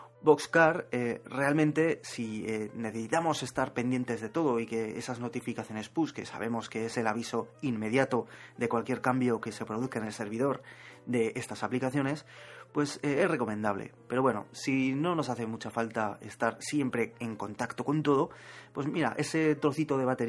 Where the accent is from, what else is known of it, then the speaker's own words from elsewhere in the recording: Zaragoza, Aragon, Spain; Yo soy de Zaragoza y aquí un paisano mío